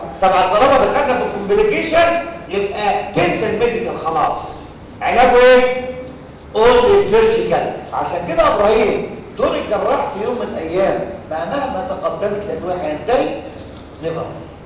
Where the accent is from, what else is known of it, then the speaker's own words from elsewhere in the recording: Egypt; طب انا كمصري محدش فينا بيعمل كده